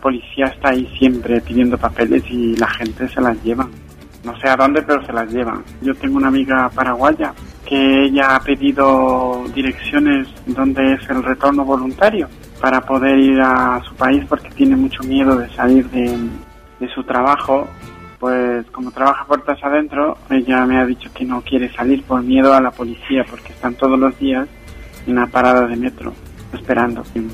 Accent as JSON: {"language": "Spanish", "country": "Ecuador", "tie": "born there", "said": "yo nací en Ecuador"}